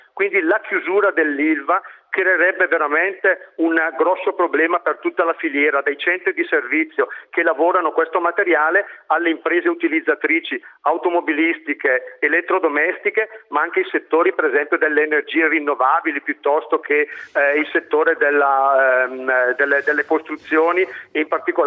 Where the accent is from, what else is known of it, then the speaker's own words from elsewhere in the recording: Brescia, Lombardy, Italy; io sono un bresciano più esperto forse di forno elettrico che non di alti forni